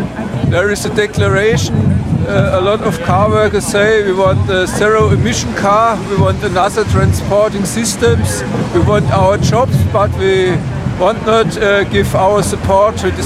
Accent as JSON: {"language": "English", "country": "Germany", "second_language": "English", "said": "I am from Germany."}